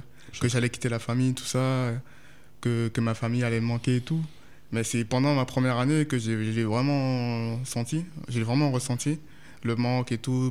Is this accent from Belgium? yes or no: no; Guadeloupe, France; comme on vient de Guadeloupe, c'est loin et tout.